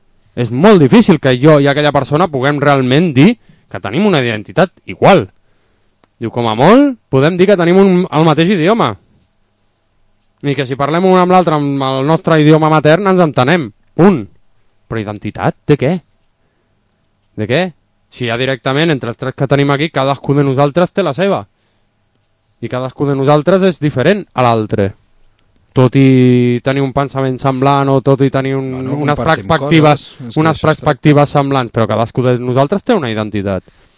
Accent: Barcelona, Catalonia, Spain; born there; Si jo si sóc català o barceloní, és per, entre altres motius, perquè he nascut aquí. En una regió que la gent li diu Catalunya.

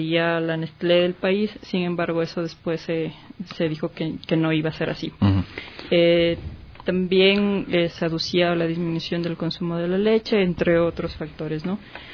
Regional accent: Chunchi, Chimborazo, Ecuador; now in Quito, Ecuador; Vivo aquí en Quito algunos años. Soy de la provincia de Chimborazo, del cantón Chunchi.

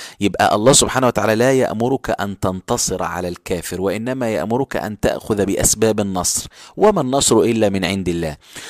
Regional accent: Egypt; احنا دلوقتي عندنا في مصر

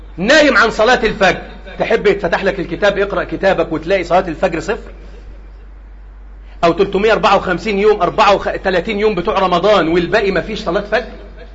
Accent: Egypt; اللهم احفظ بلدنا مصر

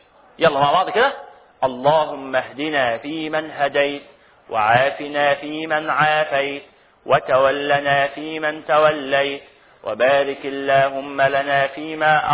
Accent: Egypt; الصيغة اللي احنا بنقولها كمصريين دي صيغة دخيلة

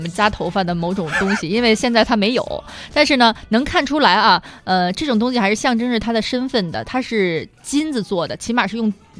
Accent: China

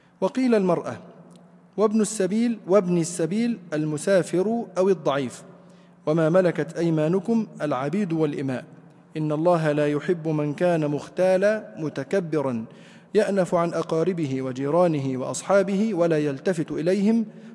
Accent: Egypt; يحدث أحيانا عندنا في مصر وفي بعض البلاد الأخرى يحكم الأعراف

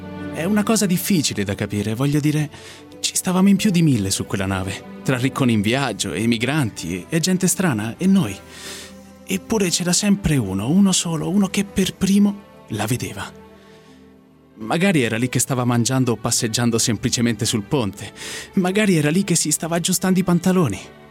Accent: Rome, Lazio, Italy

